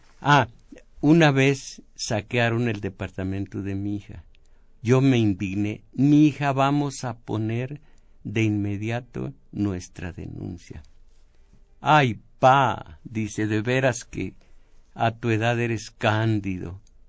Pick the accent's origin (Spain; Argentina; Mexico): Mexico; porque somos mexicanos, estamos en México.